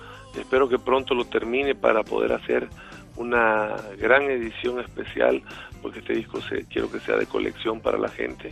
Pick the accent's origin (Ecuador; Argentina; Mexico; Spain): Mexico; Chiapas; un concierto en el estadio de fútbol de Chiapas, de mi tierra natal